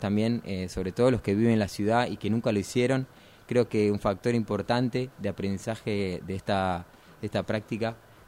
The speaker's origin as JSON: {"language": "Spanish", "town": "Vicente López", "region": "Buenos Aires Province", "country": "Argentina", "tie": "born or raised there", "said": "Yo viví en un departamento. Nacido y criado en Vicente López, barrio Vicente López, cerquita a unas cuadras del río. Pero niño de departamento, ¿no? Bastante cemento."}